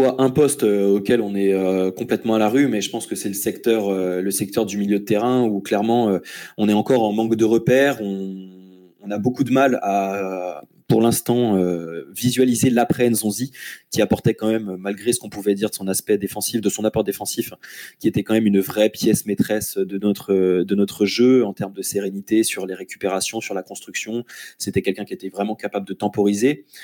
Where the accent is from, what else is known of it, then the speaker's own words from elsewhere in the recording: Rennes, Brittany, France; je suis Rennais